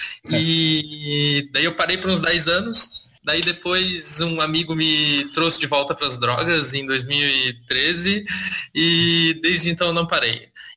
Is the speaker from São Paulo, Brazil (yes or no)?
no; Florianópolis, Santa Catarina, Brazil; eu tenho 29 anos, sou de Florianópolis, Santa Catarina.